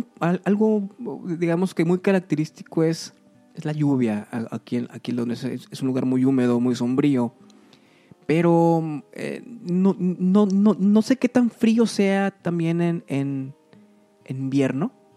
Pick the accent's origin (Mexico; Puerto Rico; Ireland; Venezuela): Mexico; Nosotros como mexicanos, tal vez, no sé si escuchen desde otros países